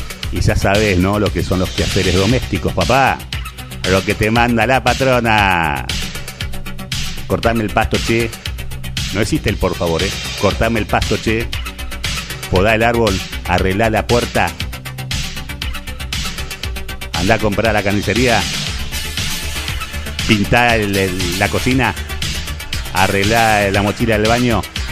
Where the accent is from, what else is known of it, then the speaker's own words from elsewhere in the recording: Argentina; Así somos los argentinos, che.